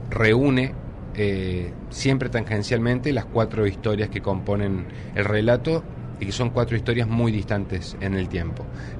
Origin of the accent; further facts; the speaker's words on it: Córdoba, Argentina; yo vengo de Córdoba, yo estudié letras.